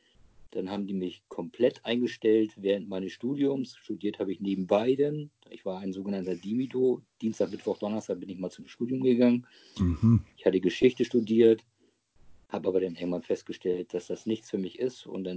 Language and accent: German; Hamburg, Germany; Also ich bin ja jetzt mittlerweile 55 Jahre alt, gebürtiger Hamburger. Genauer gesagt bin ich Harburger. Da legen die Harburger ja oft Wert drauf und auch die Hamburger. Aber aufgewachsen bin ich eigentlich in Hamburg-Wilhelmsburg, mitten im Herzen von Hamburg